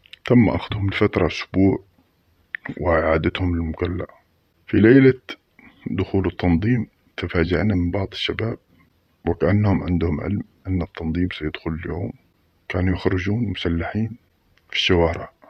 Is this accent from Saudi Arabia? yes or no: no; Mukalla, Hadramaut, Yemen; مثل ما حصل عندنا في المكلا